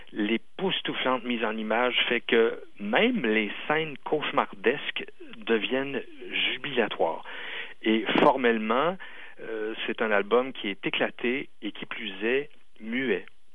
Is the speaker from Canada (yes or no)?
yes; Quebec, Canada; en tant que Québécois, on évalue mal l'ampleur du défi